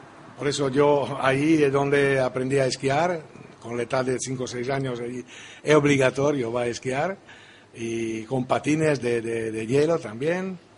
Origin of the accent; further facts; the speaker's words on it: Trento, Trentino-Alto Adige, Italy; Spanish is a second language; Mi ciudad natal es Trento. Trento, la ciudad del Consiglio.